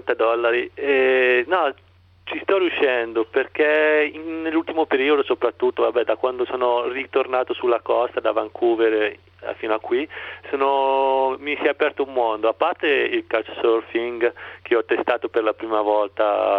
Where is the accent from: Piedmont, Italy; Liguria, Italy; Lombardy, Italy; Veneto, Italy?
Lombardy, Italy; Milan; mi ha fatto un po' sentire a Milano, perché sono di Milano.